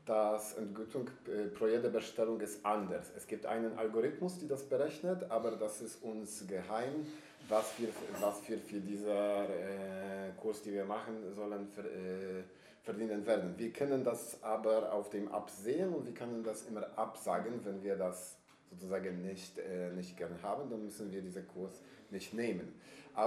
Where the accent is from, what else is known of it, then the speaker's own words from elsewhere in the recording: Poland; German is a second language; now in Berlin, Germany; also ich bin aus Polen und ich habe nie so ein gutes Arbeit gehabt